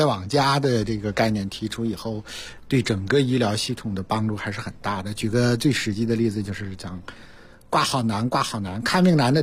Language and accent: Chinese; Hebei, China; 前两天我们老家河北哈，河北的一个朋友想来北京做心脏搭架子